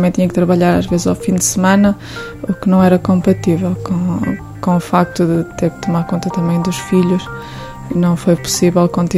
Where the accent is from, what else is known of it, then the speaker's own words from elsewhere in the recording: Arouca, Aveiro, Portugal; sou natural de Arouca, estive a fazer a minha licenciatura em Viseu, na gestão de empresas.